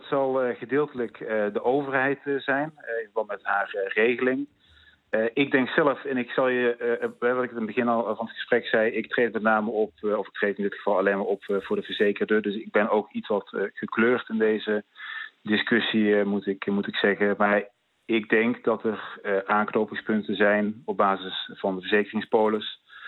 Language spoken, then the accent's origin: Dutch; North Brabant, Netherlands; u hoort het aan mijn stem waarschijnlijk, ik kom uit Brabant